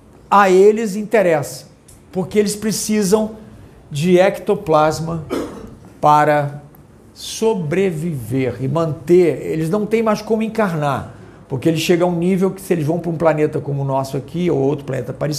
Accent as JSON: {"language": "Portuguese", "region": "Rio de Janeiro", "country": "Brazil", "tie": "born or raised there", "said": "fui coroinha lá da igreja Nossa Senhora no Leblon. Eu morei, nasci no Leblon, fui criado lá. E fiz primeira comunhão, fiz crisma, aquelas coisas todas, batismo"}